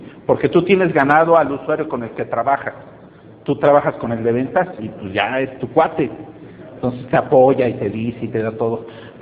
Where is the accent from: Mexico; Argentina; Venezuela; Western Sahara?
Mexico; yo era el único mexicano en ese proyecto